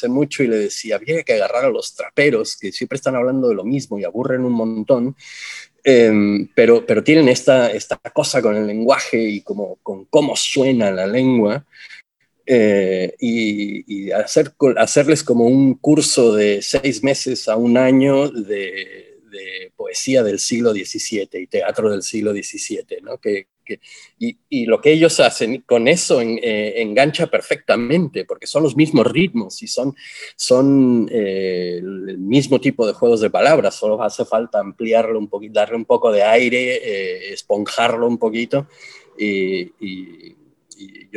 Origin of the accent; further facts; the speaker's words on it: Ciudad Juárez, Chihuahua, Mexico; yo crecí en Ciudad Juárez, entonces yo tengo como la violencia muy interiorizada